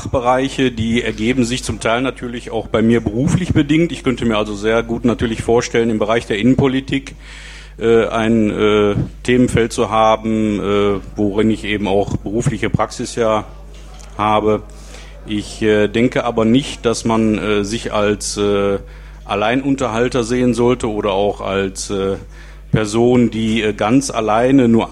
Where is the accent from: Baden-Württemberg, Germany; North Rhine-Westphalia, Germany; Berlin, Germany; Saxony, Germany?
North Rhine-Westphalia, Germany; Duisburg; moved away as an adult; now in Kevelaer, Germany; bin 47 Jahre alt, aufgewachsen in Duisburg, 36 Jahre lang, verheiratet, drei Kinder, lebe seit 2005 mit meiner Familie im schönen Kevela am Niederrhein, im Kreis Kleve gelegen.